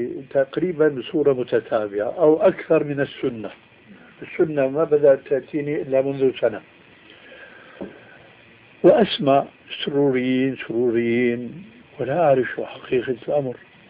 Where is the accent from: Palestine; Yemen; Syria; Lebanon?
Syria; راحت أيام وجاءت أيام كما يقولون عندنا في الشام